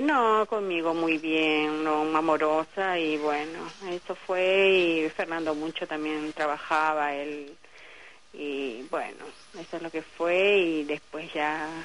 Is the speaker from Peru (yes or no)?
yes; Lima, Peru; moved away as an adult; now in Argentina; Soy limeña, uh-huh. Sí. A 2 horas de... Soy de la parte del norte